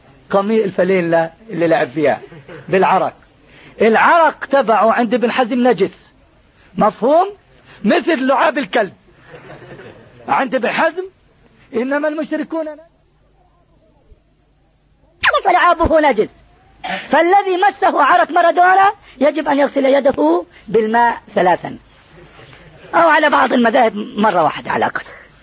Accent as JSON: {"language": "Arabic", "country": "Jordan", "said": "احنا عندنا في الأردن منازل"}